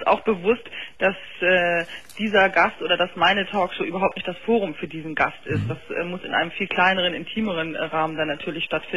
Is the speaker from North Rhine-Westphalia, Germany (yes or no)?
no; Bremen, Germany; Ja, ich komme aus Bremen, ja, das stimmt.